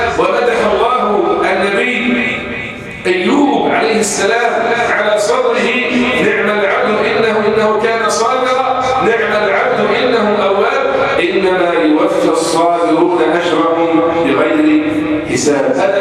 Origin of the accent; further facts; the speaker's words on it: Egypt; اللهم احفظ بلدنا مصر